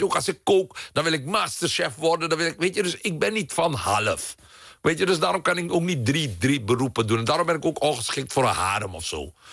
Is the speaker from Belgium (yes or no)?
no; Suriname; Ik ben opgegroeid in Suriname waar racisme gewoon normaal was.